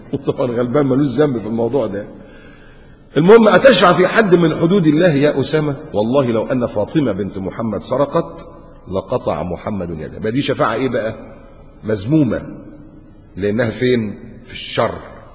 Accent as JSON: {"language": "Arabic", "region": "Upper Egypt", "country": "Egypt", "said": "عندنا في الصعيد، معلش حدش يزعل على صعيدي، عندنا في الصعيد الحاجات دي يعني بلاوي زرقاء"}